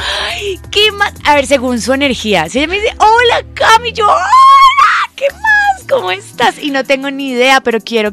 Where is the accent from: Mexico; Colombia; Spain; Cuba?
Colombia; Cali, Valle del Cauca; Porque yo soy caleña y a mí me encanta el sol. Y en Cali, verdaderamente, cuando llueve, hace frío.